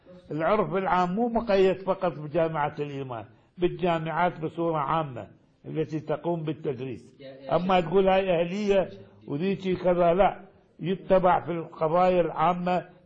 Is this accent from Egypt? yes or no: no; Iraq; حتى كان عندنا في العراق أساتذة يأتون